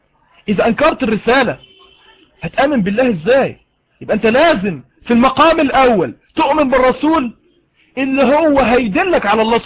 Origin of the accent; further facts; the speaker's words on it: Egypt; أنا مصري وهو مصري